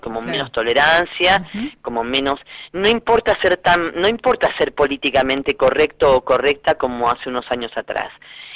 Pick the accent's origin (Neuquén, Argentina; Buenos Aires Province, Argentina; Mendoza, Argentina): Buenos Aires Province, Argentina; Lincoln; moved away; si bien yo soy oriunda de Lincoln, provincia de Buenos Aires, el sexilio me llevó a marcharme de mi ciudad muy joven